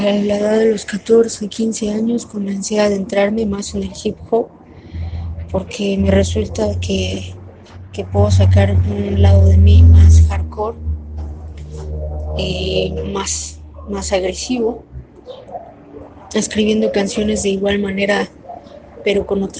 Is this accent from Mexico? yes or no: yes; Mexico; Soy una rapera mexicana